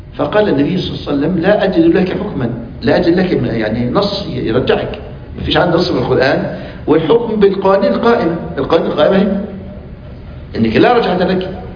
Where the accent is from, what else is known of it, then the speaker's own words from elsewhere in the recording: Egypt; مثل عندنا في مصر من ساب داره قل مقداره.